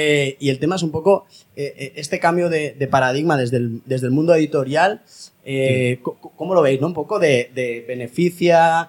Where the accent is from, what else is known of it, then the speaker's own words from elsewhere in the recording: Barcelona, Catalonia, Spain; vengo de Barcelona